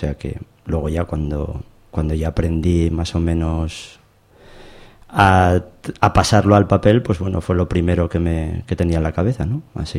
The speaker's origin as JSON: {"language": "Spanish", "town": "Oviedo", "region": "Asturias", "country": "Spain", "tie": "born or raised there", "said": "No, nací en Oviedo. Soy de Oviedo, sí."}